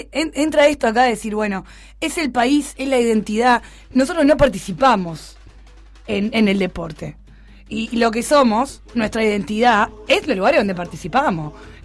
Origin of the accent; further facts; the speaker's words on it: Uruguay; en el fútbol yo soy Uruguay porque no soy argentino. Soy Uruguay porque no soy chileno.